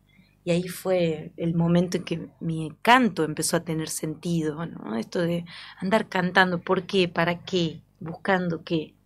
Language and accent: Spanish; Andalgalá, Catamarca, Argentina; porque vengo de Andalgalá también y nací en el marco de estas luchas